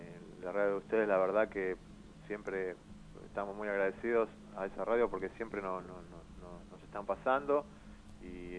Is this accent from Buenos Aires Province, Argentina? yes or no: yes; Paso del Rey, Buenos Aires Province, Argentina; Somos de Paso del Rey.